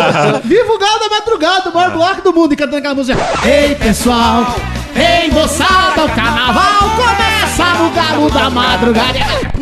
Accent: Paraná, Brazil; eu sou do Paraná, primeira vez que eu tô.

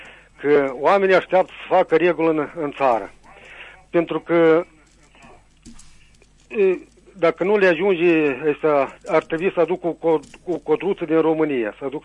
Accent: Vărâncău, Soroca District, Moldova; din Vărâncă, Osoroca.

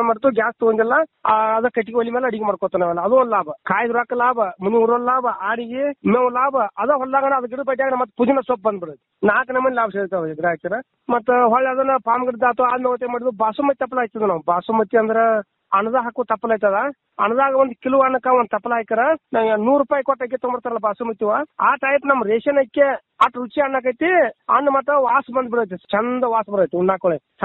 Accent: Pamaldinni, Karnataka, India; ನಮ್ಮೂರು ಪಾಮಲದಿನಿ ಗೋಕಾಕ್ ತಾಲೂಕು ಜಿಲ್ಲಾ ಬೆಳಗಾವಿ.

